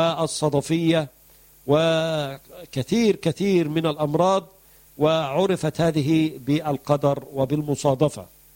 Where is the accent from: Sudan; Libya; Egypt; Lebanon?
Egypt; أو الدكار عندنا في مصر.